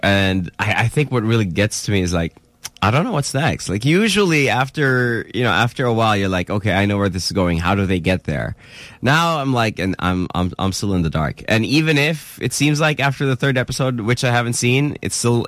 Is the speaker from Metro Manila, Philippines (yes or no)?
yes; Marikina, Metro Manila, Philippines; I'm from Malanday, Marikina.